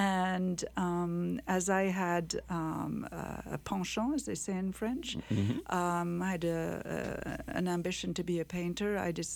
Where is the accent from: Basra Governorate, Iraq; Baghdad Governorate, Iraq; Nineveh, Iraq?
Basra Governorate, Iraq; Basra; also born or lived in Qatar / London, United Kingdom; Well, my father was French and my mother was English. I was born in the Middle East, in Qatar, a long, long time ago. And we moved afterwards to Iraq, Basra. And in 1959, all the Europeans were asked to leave Iraq